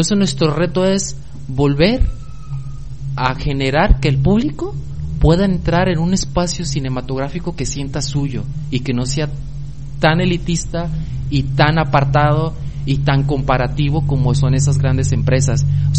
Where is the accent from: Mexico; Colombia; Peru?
Mexico; Armería, Colima; en donde yo soy, de Armería, había un cine